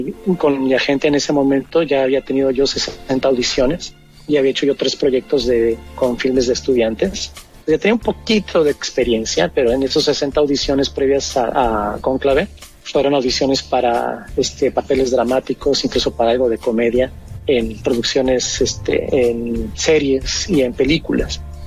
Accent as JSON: {"language": "Spanish", "country": "Mexico", "said": "lo cambiaron a mexicano porque yo soy mexicano"}